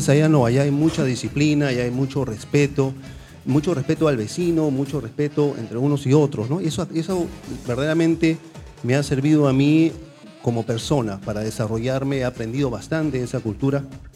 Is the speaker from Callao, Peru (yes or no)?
yes; Callao, Peru; born there; Yo soy chalaco de nacimiento. Yo nací en el Callao, tengo el orgullo de ser chalaco, a mucha honra.